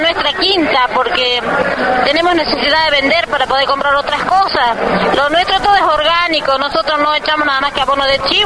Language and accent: Spanish; Juella, Jujuy, Argentina; Ya muchos años estamos trabajando, somos de Juella, sembramos mucho